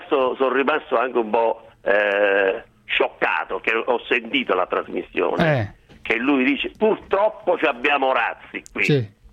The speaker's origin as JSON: {"language": "Italian", "town": "Rovigo", "region": "Veneto", "country": "Italy", "said": "Mi so di Rovigo e non mi intrigo."}